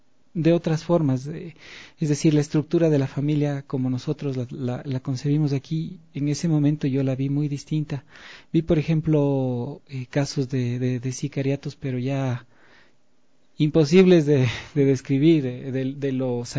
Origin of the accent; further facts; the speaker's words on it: Ecuador; aquí en mi país, porque claro, allá en España se conoció